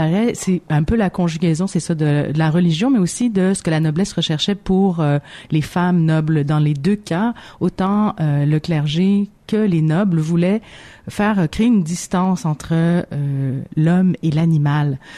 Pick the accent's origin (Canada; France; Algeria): Algeria; Kabylie; moi, je suis originaire d'Algérie, puis en Kabylie